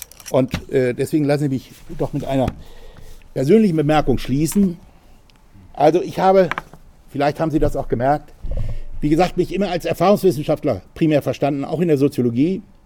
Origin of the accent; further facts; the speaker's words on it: Northern Germany, Germany; Und in dem Moor, in dem ausgedehnten in meiner Heimat in Norddeutschland